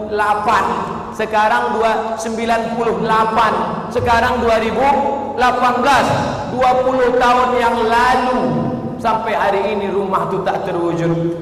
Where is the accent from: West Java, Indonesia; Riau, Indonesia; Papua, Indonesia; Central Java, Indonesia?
Riau, Indonesia; kami anak Riau sekarang menyewa rumah